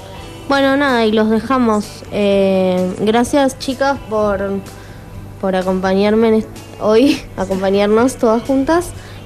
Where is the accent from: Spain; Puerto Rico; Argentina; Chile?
Argentina; Trelew, Chubut; Yo justamente soy de Trelew, entonces cuando estábamos investigando, yo recuerdo que en el colegio lo hablábamos siempre